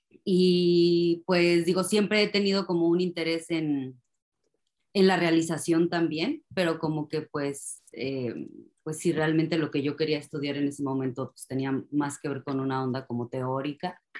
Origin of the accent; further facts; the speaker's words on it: Mexico; Siempre digo que como que tuve que salir de México, siento, para conocer quién es … Y bueno, pues empecé a participar en esta exposición, regresé a México